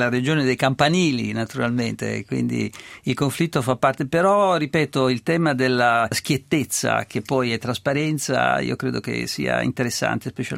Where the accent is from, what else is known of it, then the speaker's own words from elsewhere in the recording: Tuscany, Italy; sono toscano e ho studiato a Pisa e... mi piace ricordarlo, continuo a sentirmi toscano.